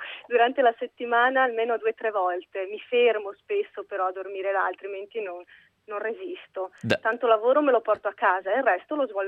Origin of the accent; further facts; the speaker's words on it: Isola Vicentina, Veneto, Italy; Allora, quando torno a casa sono nella provincia di Vicenza. È un paesino